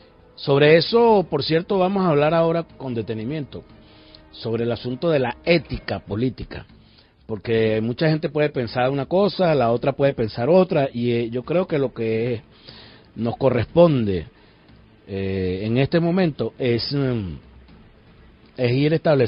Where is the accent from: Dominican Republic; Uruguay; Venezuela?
Venezuela; y como venezolano, pues me parece que esto es una irresponsabilidad